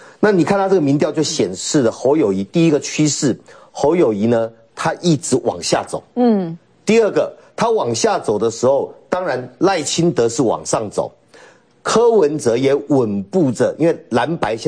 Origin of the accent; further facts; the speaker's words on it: Taoyuan, Taiwan; 我们都桃园，我小时候在桃园嘛，